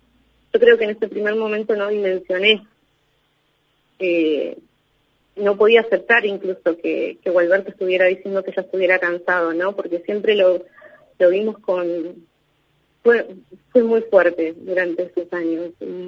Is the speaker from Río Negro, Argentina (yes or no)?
yes; Balcheta, Río Negro, Argentina; yo soy de Balcheta